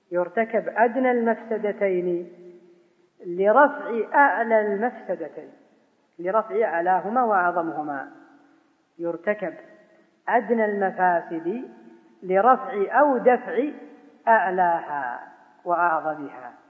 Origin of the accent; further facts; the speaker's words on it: Najd, Saudi Arabia; يسمونها عندنا في نجد يكاسر